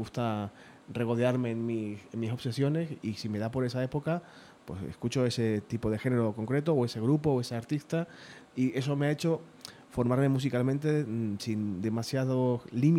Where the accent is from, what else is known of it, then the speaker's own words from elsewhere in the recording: Canary Islands, Spain; Yo soy canario, no soy salmantino, y tenemos ahí una conexión cultural muy próxima.